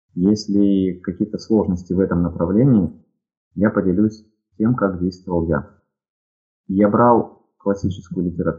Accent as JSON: {"language": "Russian", "country": "Ukraine", "moved": "yes", "lives_now": "Russia", "said": "так как я родом из Украины, у меня соответствующий был диалект или выговор, или акцент. И когда я переехал в Россию, мне с этим было несколько неловко."}